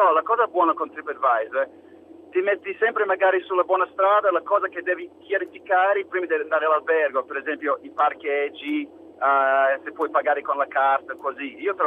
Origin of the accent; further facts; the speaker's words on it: Australia; Italian is a second language; io sono australiano e l'ho usato